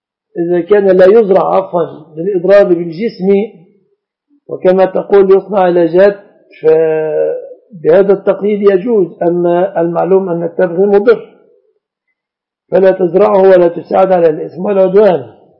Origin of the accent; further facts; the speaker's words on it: Egypt; وقائمة العبش في بلادنا مصر من الصداق.